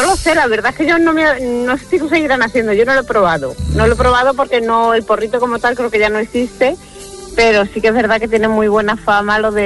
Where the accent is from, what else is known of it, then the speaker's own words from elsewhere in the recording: Madrid, Community of Madrid, Spain; now in Alcalá del Río, Spain; yo soy de Madrid, de la zona de Guzmán es Bueno, con eso se lo digo todo, y me dejé encandilar por un sevillano y me trajo para Sevilla.